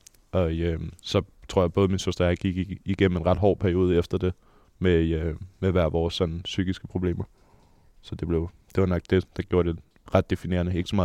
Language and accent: Danish; Frederikssund, Capital Region of Denmark, Denmark; Jamen, jeg er født og opvokset i Frederikssund. Der boede jeg indtil jeg var cirka 20 år gammel. Flyttede jeg til Østerbro i en lille etværelses lejlighed op under et loft.